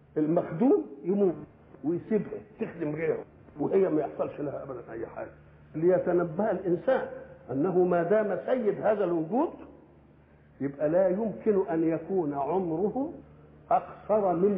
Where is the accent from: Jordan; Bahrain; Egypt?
Egypt; accent: Egyptian; ولذلك احنا لما نروح بلاد ان كلمناهم بلهجتنا المصريه ما يفهموش ولا كلمه